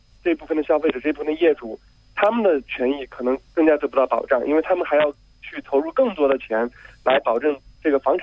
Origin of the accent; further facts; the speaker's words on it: Beijing, China; 我来自北京。